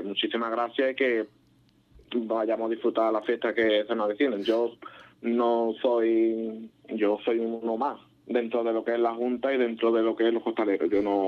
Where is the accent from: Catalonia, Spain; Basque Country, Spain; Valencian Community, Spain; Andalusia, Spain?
Andalusia, Spain; Ubrique; más que nada llevas al pueblo de Ubrique.